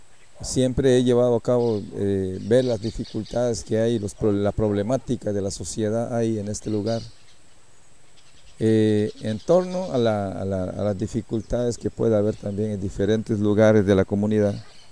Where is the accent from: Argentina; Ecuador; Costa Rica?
Costa Rica; nosotros somos costarricenses y tenemos que tener el mismo trato de cualquier otro costarricense. Aquí vivimos adentro, en el territorio